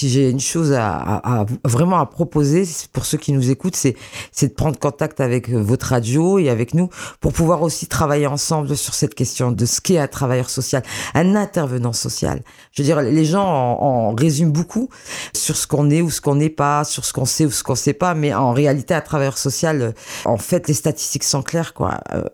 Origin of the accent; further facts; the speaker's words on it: Grand Est, France; born there; Moi, je sais que je suis une Lorraine de naissance